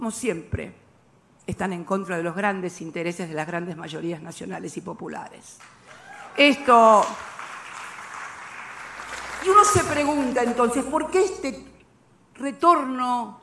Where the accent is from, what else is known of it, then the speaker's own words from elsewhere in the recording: Argentina; En mi país, en la República Argentina, también se había impuesto el neoliberalismo